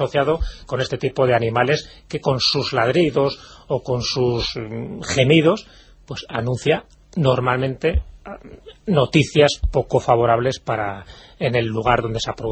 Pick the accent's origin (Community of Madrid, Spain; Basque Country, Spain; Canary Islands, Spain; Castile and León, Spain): Castile and León, Spain; Valderas; incluso el de mi pueblo, de Valderas, siempre hay la clásica historia del túnel